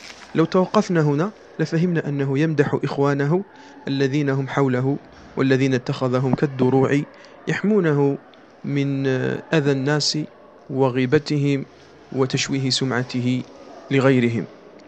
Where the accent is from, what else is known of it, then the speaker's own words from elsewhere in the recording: Algeria; accent: Algerian; وما أكثر هذا في لهجتنا الجزائرية